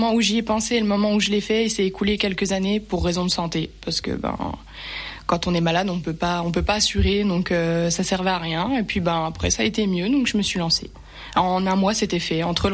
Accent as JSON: {"language": "French", "town": "Remiremont", "region": "Grand Est", "country": "France", "tie": "born or raised there", "said": "Alors, je suis native de Remiremont, j'ai toujours vécu ici, j'ai 27 ans"}